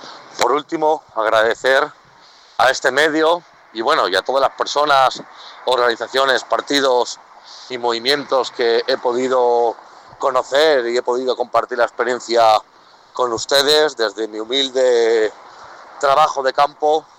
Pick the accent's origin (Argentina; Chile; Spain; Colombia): Spain; yo vengo del Estado español, actualmente vivo en Madrid.